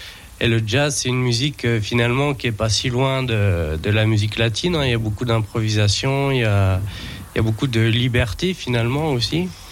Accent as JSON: {"language": "French", "region": "Grand Est", "country": "France", "lives_now": "south-west France", "said": "Et comme j'ai déménagé dans le sud-ouest de la France, j'ai découvert les percussions latines cubaines. Parce que ça, c'est plus courant là-bas que dans notre région, les Vosges. Enfin, notre région Grand Est."}